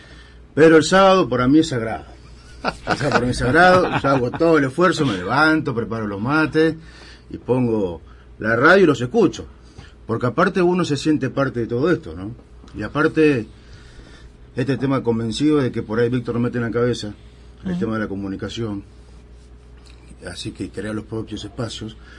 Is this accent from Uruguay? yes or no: no; Caleta Olivia, Santa Cruz, Argentina; also born or lived in Río Gallegos; Yo soy nacido y criado en Santa Cruz, especialmente, uh-huh. Nací en Río Gallegos en el 73.